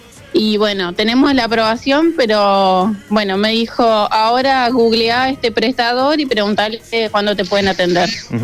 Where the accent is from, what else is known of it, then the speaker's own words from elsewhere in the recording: Quilmes, Buenos Aires Province, Argentina; Sí, de Quilmes.